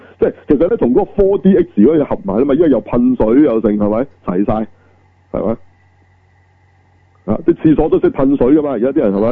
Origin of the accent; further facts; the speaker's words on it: China; 嗱呢啲我哋作為中國人好清楚㗎